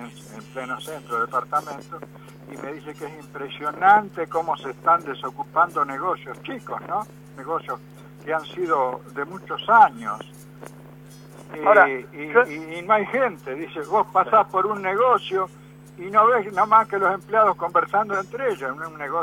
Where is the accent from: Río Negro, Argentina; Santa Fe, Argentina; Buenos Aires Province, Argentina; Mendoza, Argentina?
Buenos Aires Province, Argentina; Mar del Plata; No, yo soy de Mar del Plata.